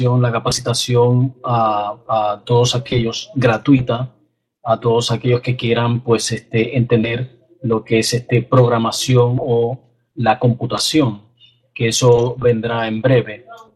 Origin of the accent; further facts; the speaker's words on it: Dominican Republic; now in West Palm Beach, United States; y soy dominicano